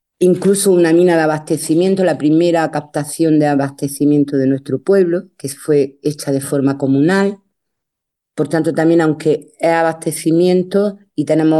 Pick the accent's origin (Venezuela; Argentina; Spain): Spain; Dúrcal, Andalusia; soy de Dúrcal, de un pueblo de la comarca del Valle del Ecrín, muy cerquita de Granada, en el paso entre Granada y la costa